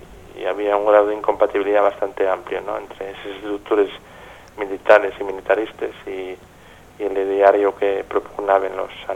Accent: Gijón, Asturias, Spain; porque yo soy de Xixón

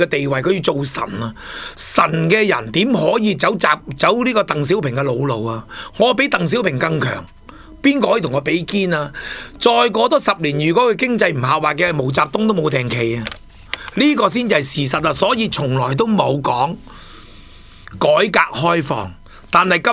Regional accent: Hong Kong; 喺我哋香港人、喺广东人睇到系笑话一则

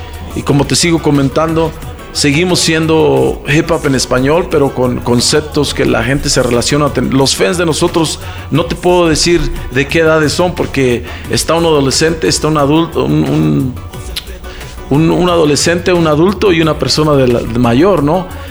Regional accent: Mexico; now in United States; somos mexicanos, pero radicamos en Estados Unidos.

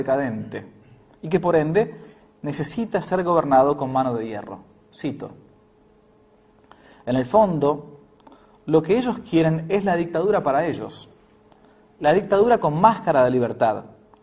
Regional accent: Argentina; en realidad era lo que uno ha mamado como argentino.

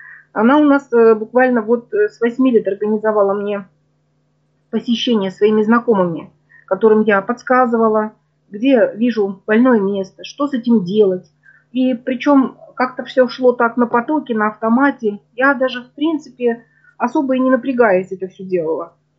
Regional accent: Urals, Russia; born there; Родилась на Урале.

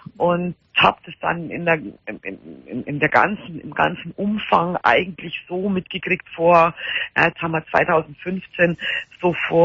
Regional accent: Bavaria, Germany; Ja, so drei halbe, wie man bei uns in Bayern sagt, vom stärksten Bier.

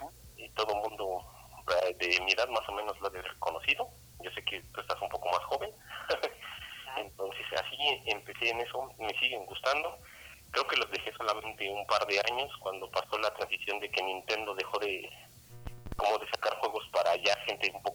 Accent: Mexico; soy de aquí de México.

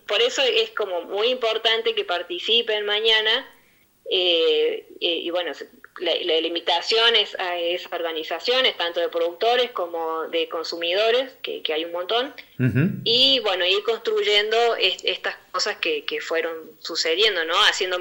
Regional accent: Córdoba, Argentina; moved away; Yo soy de Córdoba, hace 15 años que estoy acá en la zona.

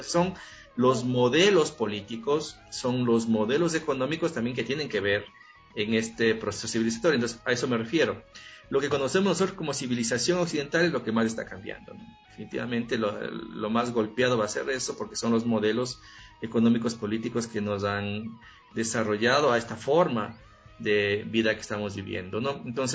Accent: Ecuador; Fundamentales en nosotros como latinoamericanos y como ecuatorianos.

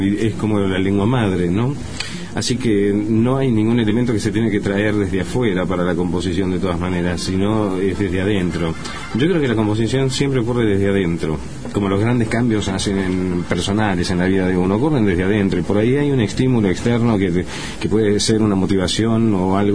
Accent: Argentina; Nunca me acuerdo que soy argentino.

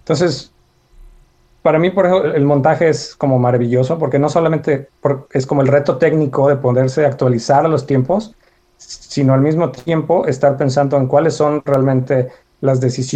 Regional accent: Guanajuato, Mexico; now in Austin, United States; me mudé a Estados Unidos hace poco, estoy viviendo ahora en Austin, Texas, yo soy de Guanajuato, México

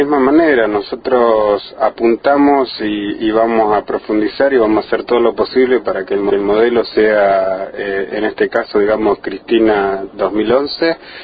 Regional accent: Argentina; es la salida que estamos buscando como los argentinos

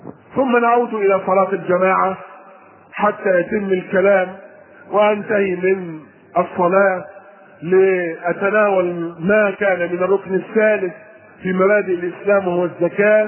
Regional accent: Egypt; وطبعا نحن كمصريين وعادات طعامنا الثوم والبصل ركن ركين في طبيخنا واكلنا وطعامنا

